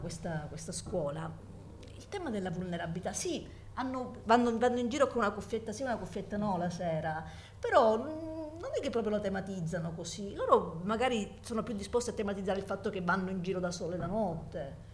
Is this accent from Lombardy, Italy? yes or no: no; Calabria, Italy; io sono calabrese e non emiliana, e sono donna, e ho 50 anni, e ho pure una figlia